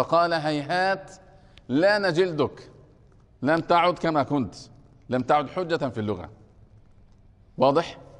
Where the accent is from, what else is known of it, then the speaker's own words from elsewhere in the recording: Egypt; أنا من مصر